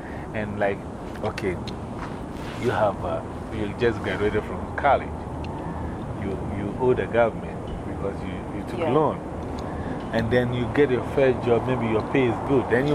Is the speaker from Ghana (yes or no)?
yes; Ghana; English is a second language; now in United States; I'm from West Africa, Ghana.